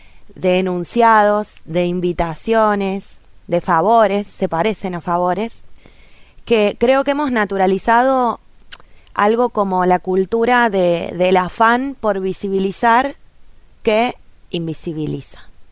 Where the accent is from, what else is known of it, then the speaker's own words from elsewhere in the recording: Villa Mercedes, San Luis, Argentina; Yo soy de Villa Mercedes, de la ciudad de la calle Angosta.